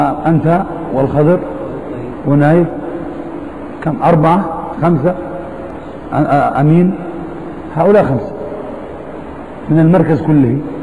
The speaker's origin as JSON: {"language": "Arabic", "country": "Algeria", "said": "والآن عندنا في الجزائر فتنة"}